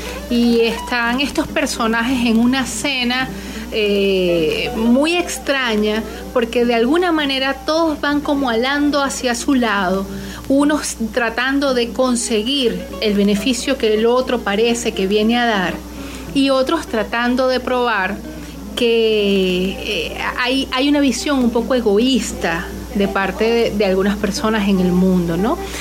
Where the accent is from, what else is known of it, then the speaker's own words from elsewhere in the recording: Venezuela; nos toca a nosotros como venezolanos muy, muy de cerca, porque ahora somos nosotros migrantes